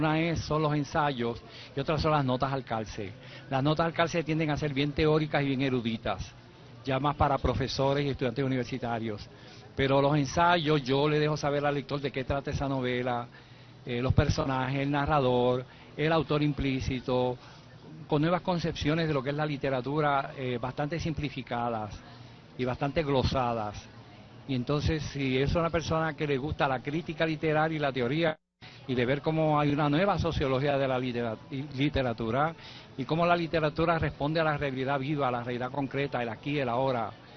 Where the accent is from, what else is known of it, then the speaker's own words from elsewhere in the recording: Puerto Rico; Para mí como puertorriqueño pues es un honor